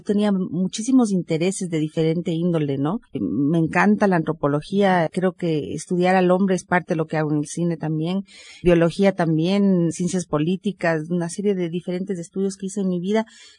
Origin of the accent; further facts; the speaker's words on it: Quito, Pichincha, Ecuador; born there; Bueno, yo nací en Quito, hace ya 40 y pico de años.